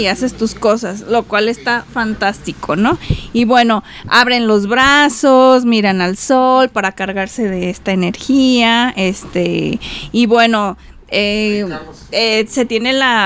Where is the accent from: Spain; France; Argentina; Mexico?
Mexico; como mexicana me siento tan orgullosa de las raíces, porque eso nos identifica como mexicanos.